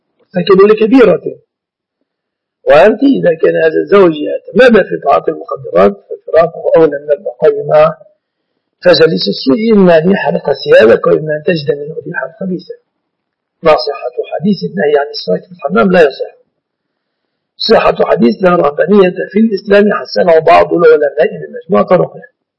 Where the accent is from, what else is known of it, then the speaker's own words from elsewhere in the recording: Egypt; علمي أن البنوك التي اطلعت على أعمالها في بلادنا مصر وفي عدد من بلاد المسلمين